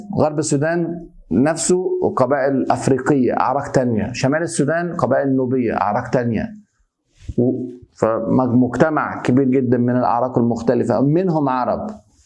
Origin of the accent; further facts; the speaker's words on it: Egypt; أنا مصري أهو، ما أعرفش أنا قبطي ولا انا عربي خالص، حد من العرب اللي دخلوا مصر وانا منهم، ولا تخليط ما بين العرب والاقباط